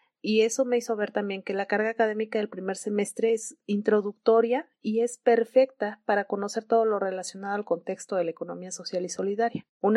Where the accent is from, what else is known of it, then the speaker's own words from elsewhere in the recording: San Cristóbal de las Casas, Chiapas, Mexico; also born or lived in Puebla; Soy originaria de San Cristóbal de las Casas. Estudié en Puebla la licenciatura en Ingeniería Química